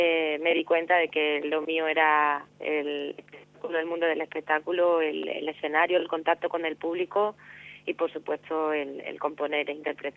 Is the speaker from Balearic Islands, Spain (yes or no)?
no; Cádiz, Andalusia, Spain; me dediqué a componer, a cantar por Cádiz, por mi tierra, por los sitios de alrededor